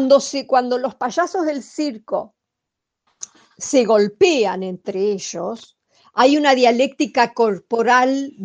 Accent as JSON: {"language": "Spanish", "country": "Argentina", "said": "porque soy argentina y porque me interesa, por ejemplo, Argentina."}